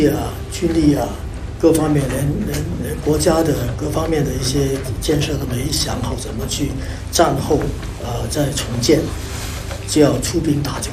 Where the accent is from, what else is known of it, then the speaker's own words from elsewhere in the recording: China; 作为一个中国人来讲，